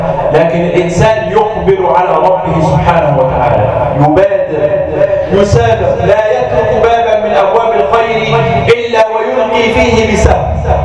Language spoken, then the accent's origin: Arabic; Egypt; اللهم اجعل بلدنا مصر آمنة مطمئنة